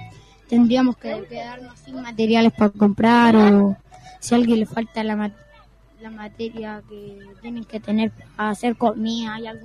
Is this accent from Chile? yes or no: yes; Ventanas, Valparaíso, Chile; No, soy de Ventana.